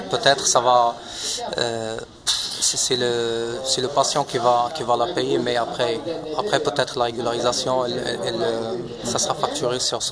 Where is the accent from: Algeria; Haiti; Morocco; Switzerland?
Morocco; now in Belgium; de l'OLB. Donc, je suis marocain, j'ai 28 ans. Donc, je suis en Belgique depuis 2005.